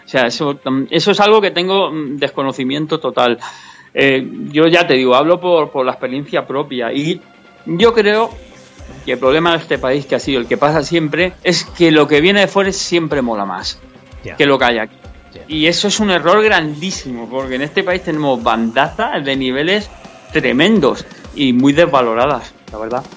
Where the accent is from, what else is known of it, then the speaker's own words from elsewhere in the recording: Spain; en España somos españoles